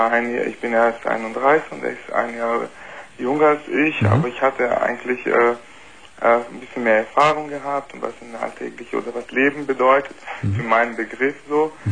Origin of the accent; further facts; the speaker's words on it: Brazil; German is a second language; now in Germany; Nee, ich bin kein Deutscher. Sondern? Brasilianer?